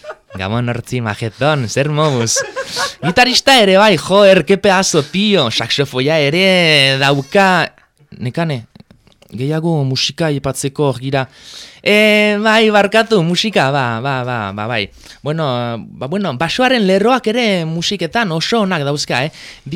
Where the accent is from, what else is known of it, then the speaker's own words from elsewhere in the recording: Lesaka, Navarre, Spain; born there; lesakarra. Bueno, lesakarra, sortzez